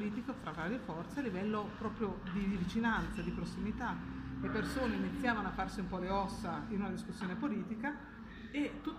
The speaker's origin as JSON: {"language": "Italian", "town": "Reggio Emilia", "region": "Emilia-Romagna", "country": "Italy", "said": "Ad esempio a noi, io vengo da Reggio Emilia, ci hanno tolto le circoscrizioni"}